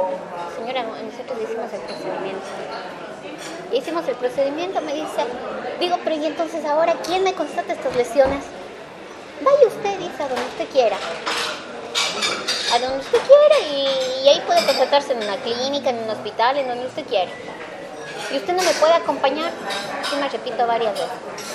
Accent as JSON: {"language": "Spanish", "country": "Ecuador", "lives_now": "Concepción, Chile", "said": "es porque soy ecuatoriano"}